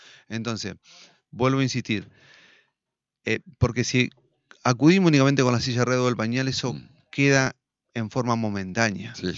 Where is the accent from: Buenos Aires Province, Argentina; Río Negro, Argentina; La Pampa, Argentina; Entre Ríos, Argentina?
Entre Ríos, Argentina; Concordia; somos ciudadanos de la ciudad de Concordia, somos argentinos, somos entrerrianos